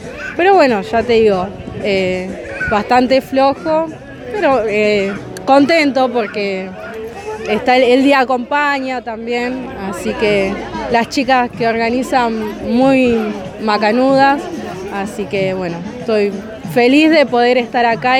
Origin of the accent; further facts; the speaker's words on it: Cañuelas, Buenos Aires Province, Argentina; Yo soy de Cañuelas y era del barrio hipotecario, pero ahora estoy viviendo cerca del centro.